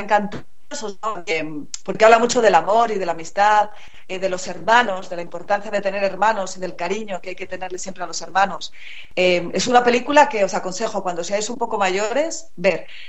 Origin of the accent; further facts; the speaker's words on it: Salamanca, Castile and León, Spain; now in Madrid, Spain; Yo soy de Salamanca, yo vivo en Madrid, pero soy de Salamanca. Y cuando era pequeña, mis padres tenían un chalet fuera de Salamanca